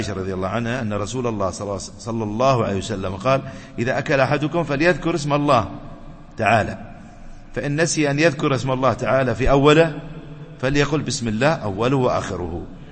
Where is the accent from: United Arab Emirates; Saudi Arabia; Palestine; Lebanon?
United Arab Emirates; ويحفظ بلادنا الإمارات